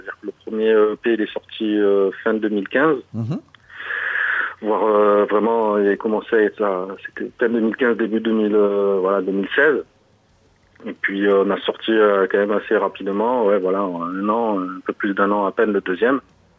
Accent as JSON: {"language": "French", "town": "Marseille", "region": "Provence-Alpes-Côte d'Azur", "country": "France", "said": "quand on vient de pas de Paris et de Marseille, donc à l'opposé"}